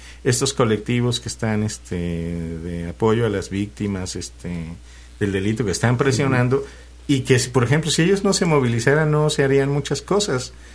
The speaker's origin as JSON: {"language": "Spanish", "country": "Mexico", "said": "Ya somos, por ejemplo, así somos los mexicanos"}